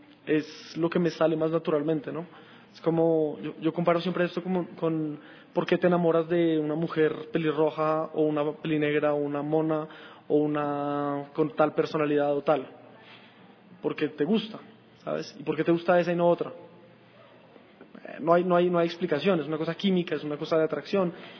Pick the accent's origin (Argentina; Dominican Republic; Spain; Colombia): Colombia; Soy colombiano, ahí pasé mi infancia, mi adolescencia, y ahora estoy pasando una parte de mi vida adulta, entonces es mi país